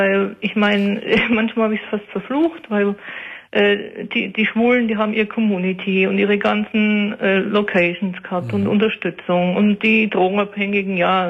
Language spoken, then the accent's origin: German; North Germany, Germany; weil ich bin ja aus Norddeutschland runtergezogen. Das heißt, meine ganzen Freunde waren in Norddeutschland